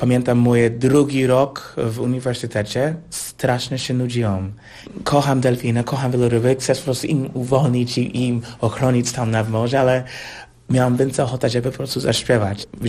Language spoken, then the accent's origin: Polish; United States; Polish is a second language; U nas w Stanach jest tak, że mamy program muzyczny normalny w szkołach, na szkoła publiczna